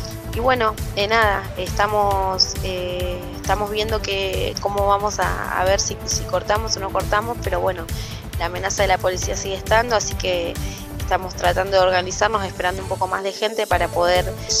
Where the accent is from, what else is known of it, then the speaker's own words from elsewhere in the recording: Los Toldos, Buenos Aires Province, Argentina; de Los Toldos